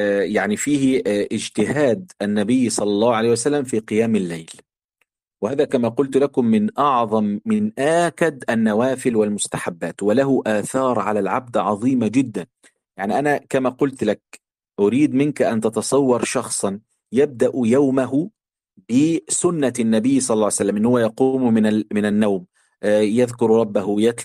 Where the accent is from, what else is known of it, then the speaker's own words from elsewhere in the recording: Egypt; في كلمة في الطراوة عندنا في مصر يعني ضايع